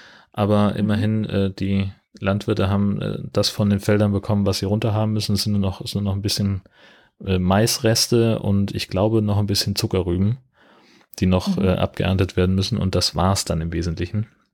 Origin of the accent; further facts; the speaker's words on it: Hesse, Germany; ich bin ja in Mittelhessen aufgewachsen, in einer fast schneesicheren Region damals.